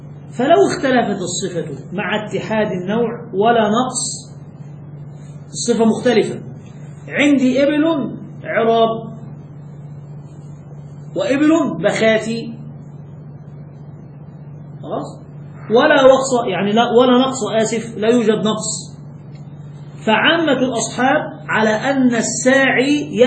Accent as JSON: {"language": "Arabic", "country": "Egypt", "said": "الجاموس هذا من عندنا، فهذا كثير عندنا في مصر"}